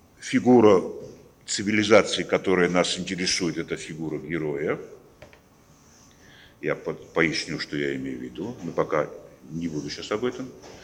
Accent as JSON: {"language": "Russian", "country": "Georgia", "second_language": "Russian", "said": "Мы, конечно, как грузины можем сказать так, что мы маленькая нация"}